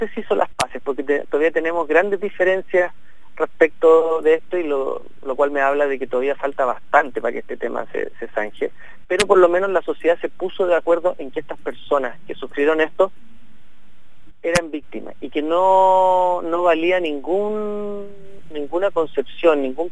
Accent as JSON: {"language": "Spanish", "country": "Chile", "said": "obedece a un tipo de país que hemos construido como chilenos"}